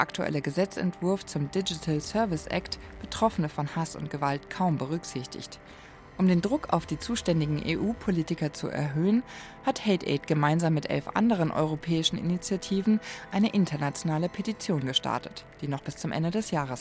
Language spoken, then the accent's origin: German; Bavaria, Germany; Ich bin im Münchner Umland groß geworden.